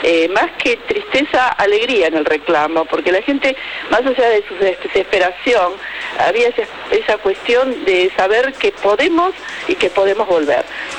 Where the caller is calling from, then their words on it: Olivos, Buenos Aires Province, Argentina; de Olivos.